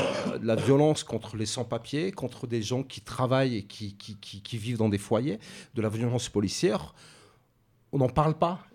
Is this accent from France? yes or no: yes; Hauts-de-France, France; À Saint-Denis, je découvre Saint-Denis parce que je viens aussi du Nord, où les problématiques sont peut-être différentes.